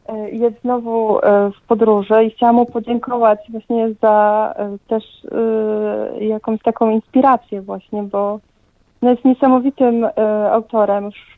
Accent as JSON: {"language": "Polish", "region": "Lower Silesian Voivodeship", "country": "Poland", "said": "ja jestem przewodnikiem, pochodzę tutaj z Karkonoszy, z gór."}